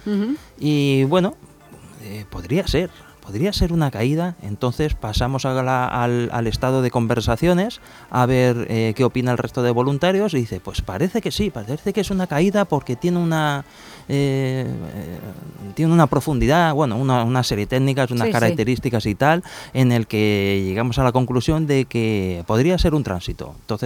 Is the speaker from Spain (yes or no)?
yes; Spain; soy el único español que ha podido detectar este planeta